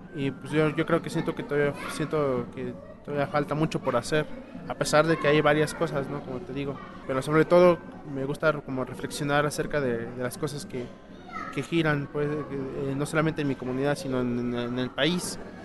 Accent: Puebla, Mexico; first language Totonac; Spanish is a second language

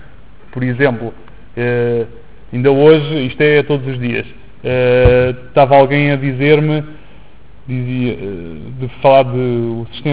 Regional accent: Portugal; para mim, como português

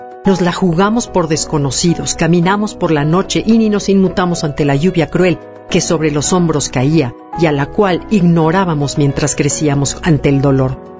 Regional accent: Mexico; esa gran pasión que nos define como mexicanos.

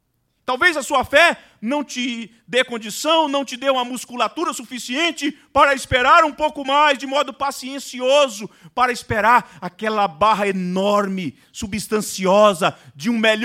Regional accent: Vitória, Espírito Santo, Brazil; eu vim do estado do Espírito Santo. Vitória do Espírito Santo. Cidade linda, maravilhosa, com praias bonitas. Um clima completamente diferente.

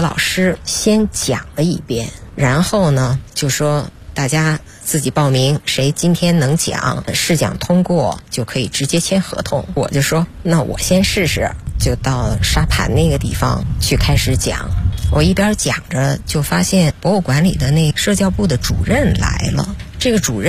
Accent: Beijing, China; 因为我觉得我从小是在北京长大的

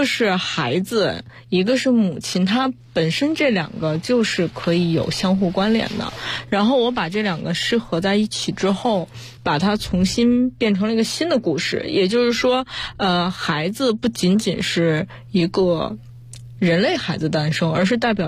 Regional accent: Beijing, China; 我本身是在北京出生，北京长大，

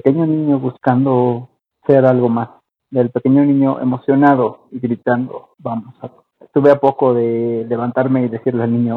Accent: Mexico; Aquí de saludos desde mi tierra mexicana.

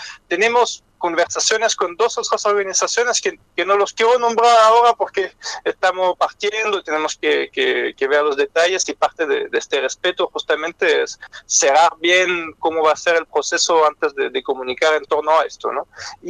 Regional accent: France; Spanish is a second language; now in Chile; yo soy francés, como se escucha, pero llevo casi 20 años en Chile.

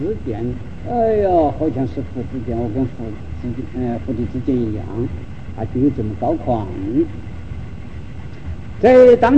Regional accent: Sichuan, China; 他是我们四川人

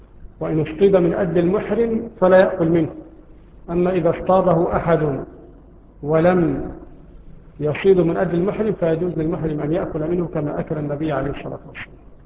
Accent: Egypt; طبعا عندنا في مصر لا نأكله، أنفسنا تعافوا، لا نأكل الخيول

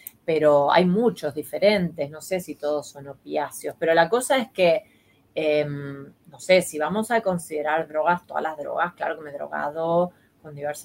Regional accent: Argentina; now in Spain; En mi país era mermelada, no era nocilla. Creo que no sabíamos lo que era la nocilla, evidentemente

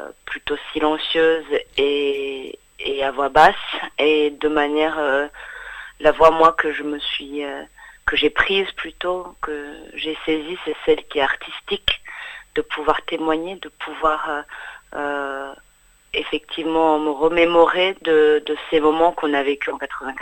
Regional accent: Rwanda; moved away; also born or lived in England; Moi, je suis partie du Rwanda à l'été 94.

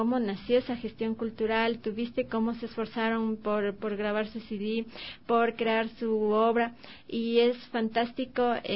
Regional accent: Santo Domingo de los Tsáchilas, Ecuador; born there; yo nací en Santo Domingo de los Áchilas, pero sin embargo, agradezco haber nacido en esa provincia. Tengo alguna parte genética de esa gran provincia que es hoy, y también de Loja, ¿no? Porque mi madre es de allá

